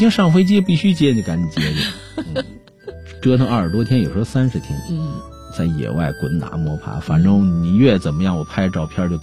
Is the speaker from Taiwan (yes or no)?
no; China; 我们中国人有时候就太随性